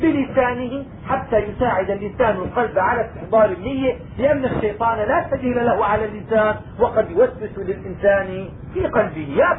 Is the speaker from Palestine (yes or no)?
no; Damascus, Damascus Governorate, Syria; عندنا في دمشق الناس في شهر رمضان زمان لما كنا صغار